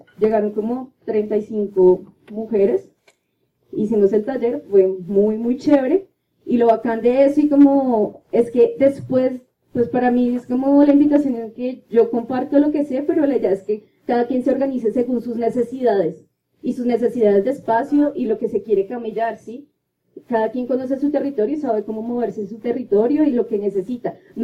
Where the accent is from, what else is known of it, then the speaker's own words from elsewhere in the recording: Colombia; por el contexto en el que estoy y en el que crecí, que es acá en Colombia